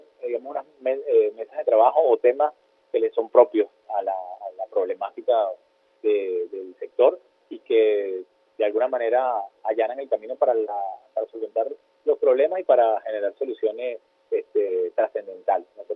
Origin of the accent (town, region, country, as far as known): Venezuela